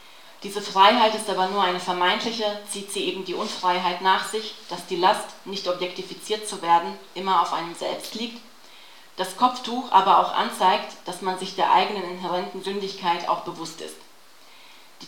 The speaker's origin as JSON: {"language": "German", "country": "Bosnia & Herzegovina", "said": "also ich selber bin ja aus Bosnien, wo ja der Islam auch eine tragende Religion ist."}